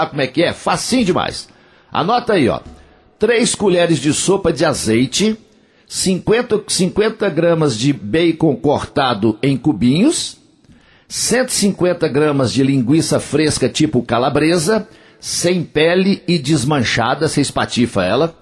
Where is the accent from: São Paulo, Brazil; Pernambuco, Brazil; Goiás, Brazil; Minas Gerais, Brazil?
Minas Gerais, Brazil; Coromandel; lá na minha terra, lá em Coromandel, no Parque de Exposições Antônio Dagger.